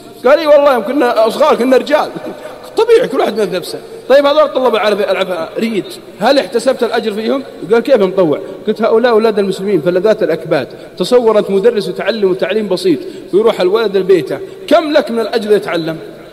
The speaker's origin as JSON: {"language": "Arabic", "region": "Al-Qassim", "country": "Saudi Arabia", "said": "عندنا في القصيم يقول مالي شغل."}